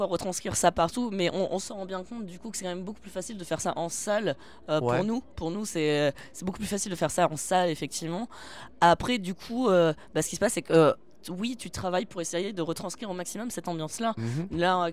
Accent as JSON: {"language": "French", "town": "Paris", "region": "Île-de-France", "country": "France", "said": "Je suis parisienne."}